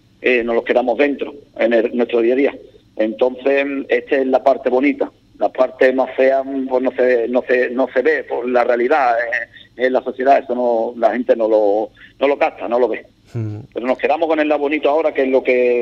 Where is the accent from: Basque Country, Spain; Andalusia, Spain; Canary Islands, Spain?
Andalusia, Spain; Ubrique; mi casa, mi pueblo, estoy súper orgulloso de Ubrique, y mi vida está aquí en el pueblo, mi madre, mi familia, mi mujer, mi hijo y... Y aquí, Ubrique para mí es muy especial.